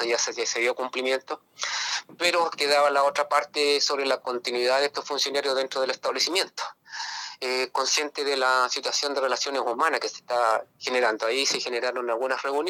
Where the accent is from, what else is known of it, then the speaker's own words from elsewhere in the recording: La Unión, Los Ríos, Chile; Mi domicilio está aquí al ladito en la comuna de La Unión, yo soy de La Unión